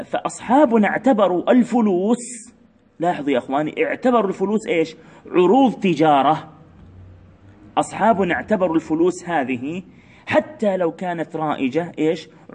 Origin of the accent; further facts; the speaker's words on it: Palestine; إحنا عندنا في فلسطين مثلا نقول أجورة